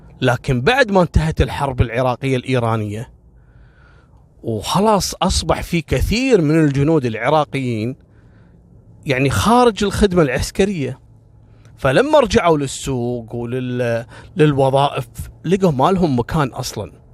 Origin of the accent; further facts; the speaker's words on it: Kuwait; يعني إحنا عندنا في الكويت معروفة خيطان والفروانية العمالة المصرية